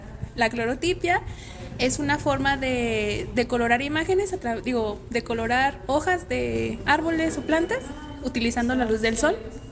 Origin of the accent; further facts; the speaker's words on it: Durango, Mexico; Vengo de Durango, de la capital, y vine aquí a Zacatecas